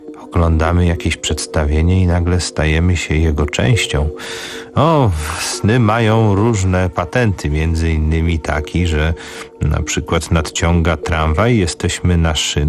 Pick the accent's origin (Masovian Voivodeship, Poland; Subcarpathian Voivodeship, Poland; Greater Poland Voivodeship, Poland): Masovian Voivodeship, Poland; Warsaw; urodziłem się koło torów kolejowych, spędziłem dzieciństwo na warszawskiej Woli i tam są tory kolejowe prowadzące